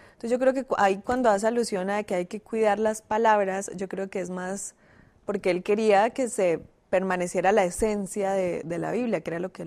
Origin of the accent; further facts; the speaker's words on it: Colombia; Eso que yo soy también de Colombia.